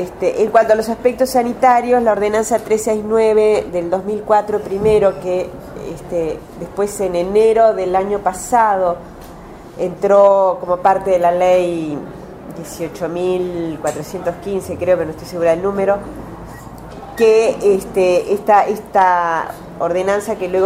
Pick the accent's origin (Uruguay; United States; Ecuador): Uruguay; Yo soy uruguaya, soy antropóloga y soy feminista